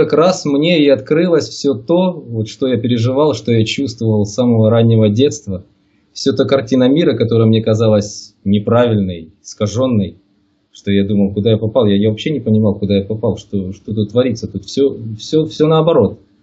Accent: Makiivka, Donetsk Oblast, Ukraine; Сам я родом из Донбасса, где сейчас и проживаю. Ныне так называемая Донецкая Народная Республика. Живу в городе Макеевке, это рядом с Донецком. Родился здесь, вырос здесь.

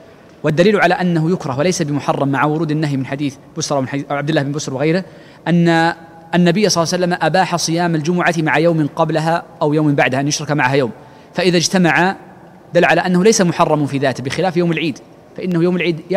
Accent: Mecca, Makkah Province, Saudi Arabia; موجود عندنا في مكة

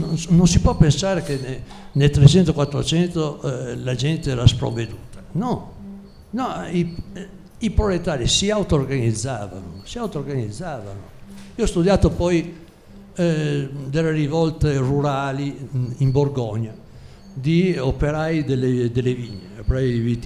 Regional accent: Schio, Veneto, Italy; Io vengo da Vicenza, Schio

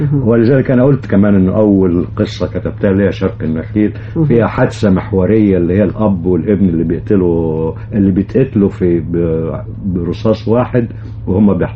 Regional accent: Giza, Giza Governorate, Egypt; وولدت في الجيزة جنب القاهرة على طول يعني، وربيت هناك. ولكن والدي ووالدتي رحمة الله عليهم من الكرنك، من الأقصر يعني.

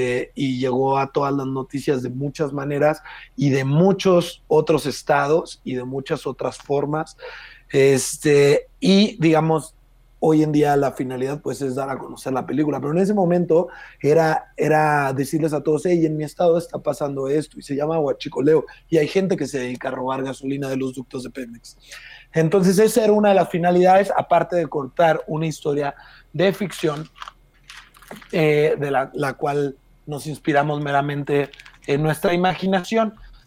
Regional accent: Irapuato, Guanajuato, Mexico; yo nací allá. Yo crecí en Irapuato. Irapuato está cerca de Salamanca, 15 minutos, donde está la refinería. Y yo voy seguido a Irapuato a ver a familiares y amigos

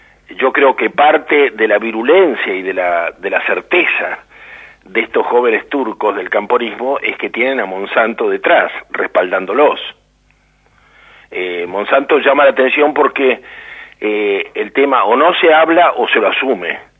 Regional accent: La Pampa, Argentina; Yo vengo de La Pampa y sorprende ver cómo se desmorona la industria local

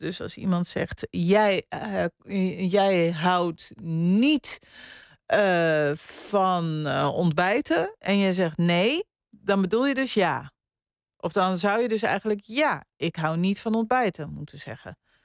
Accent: Wormerveer, North Holland, Netherlands; want ik kom zelf uit Wormerveer en daar deden we natuurlijk ook luilak.

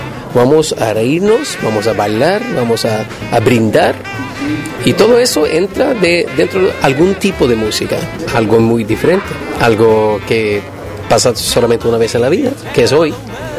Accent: Sweden; Spanish is a second language; somos suecos, ¿qué vamos a hacer?

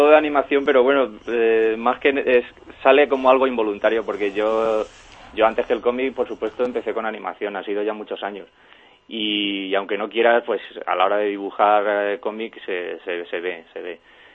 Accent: Spain; lógicamente soy un autor español y apuesto siempre por las obras españolas

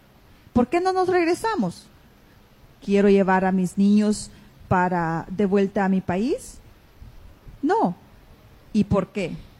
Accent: Guatemala; Me considero guatemalteca

